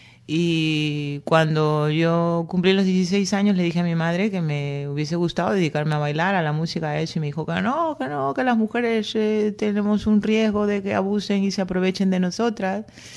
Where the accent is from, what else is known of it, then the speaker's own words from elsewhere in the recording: Peru; born there; pero sí, nací en Perú y estoy adoptada.